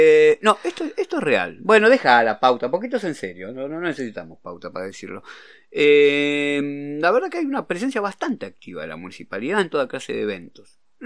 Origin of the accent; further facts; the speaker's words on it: Merlo, Buenos Aires Province, Argentina; Merlo, que es 6 veces la población, 600.000 habitantes hay en Merlo, de donde yo soy oriundo